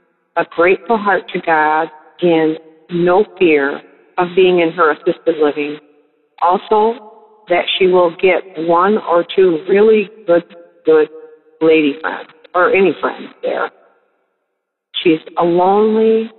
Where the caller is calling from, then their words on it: Granville, Michigan, United States; Okay, again, this is … Thank you for agreeing with me in prayer. I'm calling from Granville, Michigan.